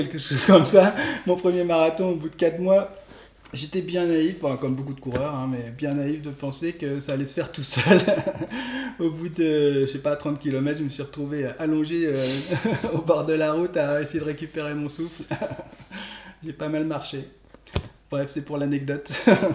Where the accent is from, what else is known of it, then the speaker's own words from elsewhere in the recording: Normandy, France; Moi, je venais de Normandie, il n'y en avait pas.